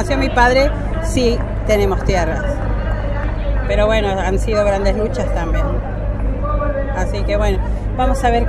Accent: Puerto Deseado, Santa Cruz, Argentina; vengo del Puerto Deseado de la provincia de Santa Cruz. Pertenezco a una comunidad urbana mapuche tehuelche que se denomina Cuifique Quimón.

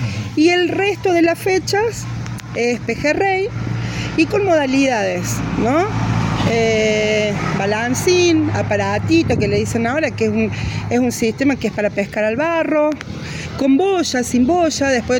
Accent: Villa Giardino, Córdoba, Argentina; born there; yo nací acá en Villa Yagardino

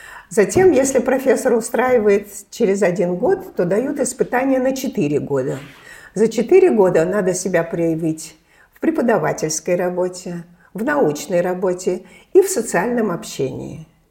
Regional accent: Saint Petersburg, Russia; now in Moscow, Russia; Мы все, конечно, петербуржцы

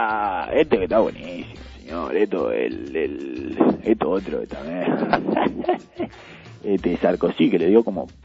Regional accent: Honduras; te extrañaba mucho esto, ¿no? Mi terruño. Pisar suelo hondureño. Estar en mi país.

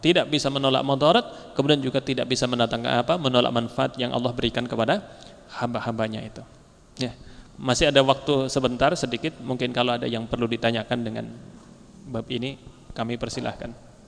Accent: Banyumas, Central Java, Indonesia; Bahkan kalau di daerah saya, ya, di daerah Banyumas itu ditambah lagi dengan pisang, satu tandan pisang di atas itu.

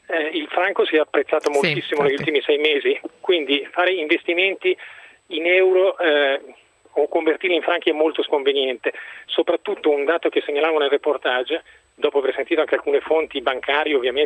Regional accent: Como, Lombardy, Italy; io abito a Como, sono cresciuto a Como

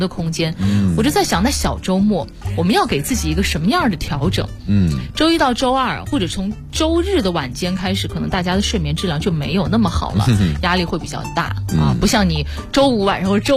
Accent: Wuhan, Hubei, China; 因为大家都知道我是武汉人，武汉有一个在我们那个时候80、90后都知道的一个很厉害的作文比赛

